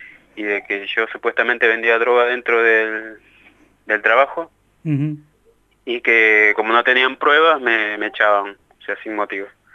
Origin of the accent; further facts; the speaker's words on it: Peru; siendo que yo soy peruano.